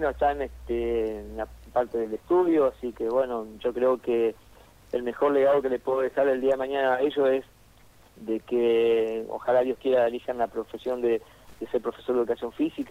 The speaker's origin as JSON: {"language": "Spanish", "country": "Argentina", "tie": "born or raised there", "also_born_or_lived": "Buenos Aires", "said": "Yo nací en Capital Federal, y después me fui a radicar allá, pero, o sea, me siento, o sea, espeñense, porque yo nací solamente en Capital porque mi viejo boxeaba allá"}